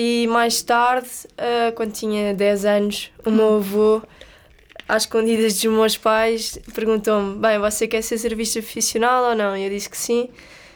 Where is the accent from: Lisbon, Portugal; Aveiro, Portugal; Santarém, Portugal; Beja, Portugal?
Lisbon, Portugal; Estoril; tenho 22 anos, sou de Estoril